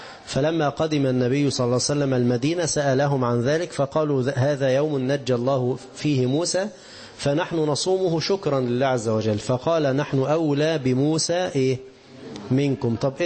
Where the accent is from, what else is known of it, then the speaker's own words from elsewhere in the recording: Egypt; مصري ونحن من مصر